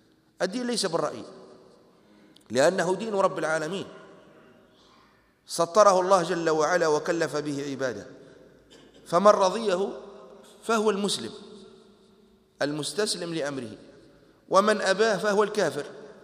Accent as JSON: {"language": "Arabic", "country": "Tunisia", "tie": "born or raised there", "said": "في برامج التعليم عندنا في تونس كانت المادة التي ندرسها هي مادة التربية"}